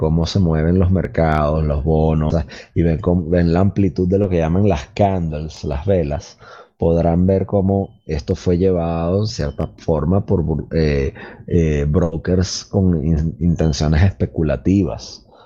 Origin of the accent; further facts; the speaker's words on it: Venezuela; solo en Venezuela, en mi país, China tiene alrededor de 70 mil millones de dólares